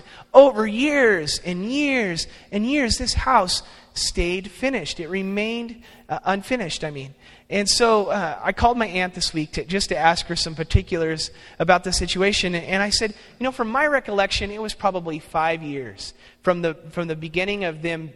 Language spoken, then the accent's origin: English; California, United States; Now, when I was growing up in California, my aunt and uncle lived in Bakersfield, and they lived in a really nice area of town.